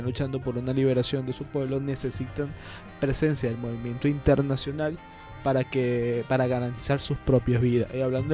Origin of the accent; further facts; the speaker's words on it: Venezuela; Ahora nosotros tenemos que, como venezolanos y como latinoamericanos, convertirnos en vigilantes de ese proceso de paz.